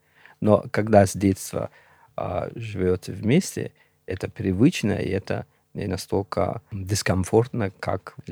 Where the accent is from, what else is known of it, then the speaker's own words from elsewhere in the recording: Gorno-Badakhshan, Tajikistan; Да, да, я родился на Памире, вырос там.